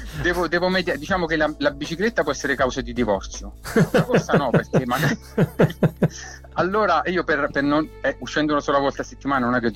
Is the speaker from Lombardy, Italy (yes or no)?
no; L'Aquila, Abruzzo, Italy; now in Ortona, Italy; Sono aquilano, ma sto a Ortona da tanti anni.